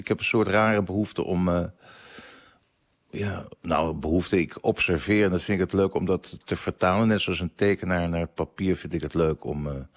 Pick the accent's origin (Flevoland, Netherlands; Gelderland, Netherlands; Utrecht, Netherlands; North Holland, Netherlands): North Holland, Netherlands; Amsterdam; ik kom uit Amsterdam-Zuid en het was natuurlijk, maar dat was voor mij een.